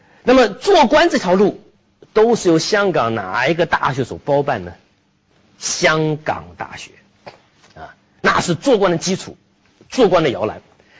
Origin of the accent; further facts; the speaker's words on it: China; 我说我就是内地来的。